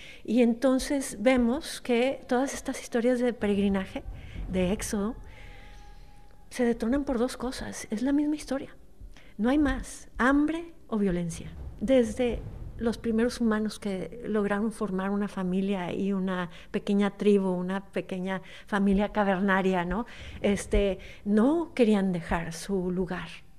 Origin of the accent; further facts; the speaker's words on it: Mexico; Y entonces esto me ha servido mucho siendo mexicana.